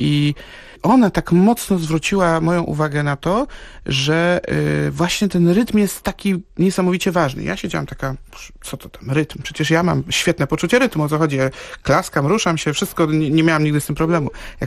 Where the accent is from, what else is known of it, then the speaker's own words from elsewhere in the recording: Poznań, Greater Poland Voivodeship, Poland; Ja jestem z Poznania